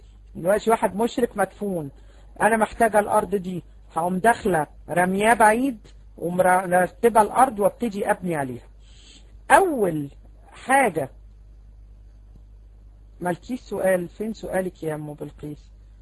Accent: Egypt; احنا عندنا في مصر بنسميها خرابة.

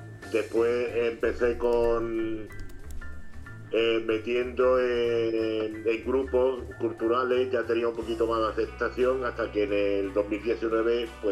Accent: Málaga, Andalusia, Spain; born there; Nací en Málaga un 9 de abril del 50. En el hospital 18 de julio

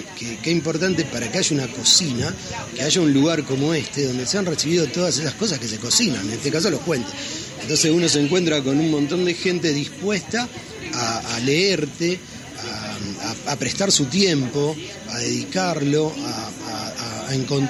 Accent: Rosario, Santa Fe, Argentina; yo vengo de Rosario.

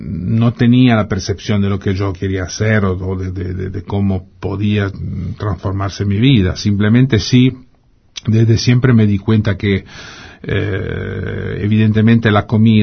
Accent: Genoa, Liguria, Italy; Eso es en Génova, sí.

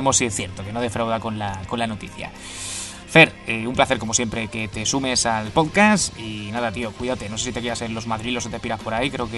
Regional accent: Alicante, Valencian Community, Spain; Si te quieres venir a mi tierra un tiempo, que voy a estar por ahí unos días en Alicante

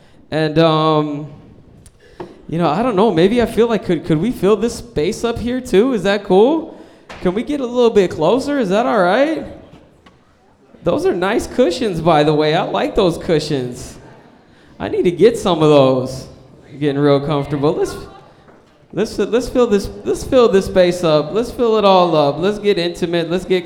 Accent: Minneapolis, Minnesota, United States; I came from Minnesota, a Minneapolis, Dakota, and Spirit Lake is the reservation where I'm enrolled at, a family of survivors.

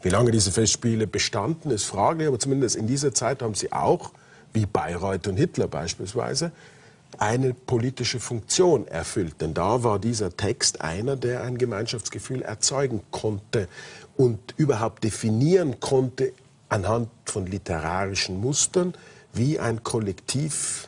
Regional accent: Austria; Gut, wir als Österreicher könnten uns vielleicht

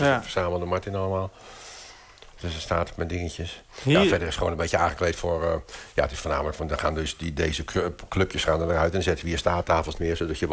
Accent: Rotterdam, South Holland, Netherlands; Dus heb ik Amsterdam, waar we dus zijn, en Rotterdam, waar ik vandaan kom

